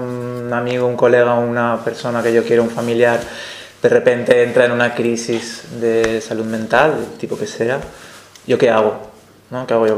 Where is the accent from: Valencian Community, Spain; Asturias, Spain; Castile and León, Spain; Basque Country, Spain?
Valencian Community, Spain; Valencia; Yo vengo de Valencia, vengo de los movimientos sociales de Valencia, sobre todo del movimiento libertario